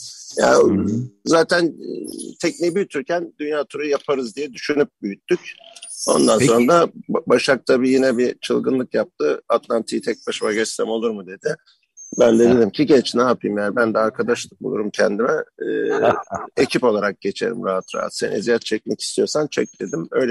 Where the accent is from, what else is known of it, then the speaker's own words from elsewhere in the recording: Uşak, Turkey; Valla ben Uşaklıyım aslında.